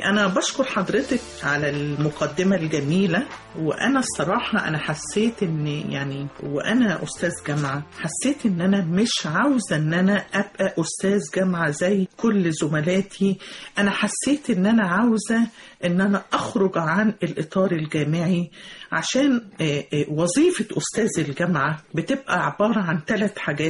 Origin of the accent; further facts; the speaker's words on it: Mansoura, Dakahlia, Egypt; أنا طلعت في من المنصورة، من الدقهلية